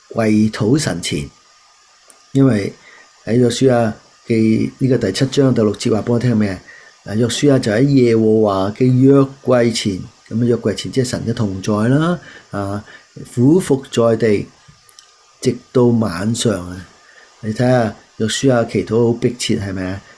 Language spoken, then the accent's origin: Cantonese; Guangdong, China; 我哋广东人一句就系唔好撇啊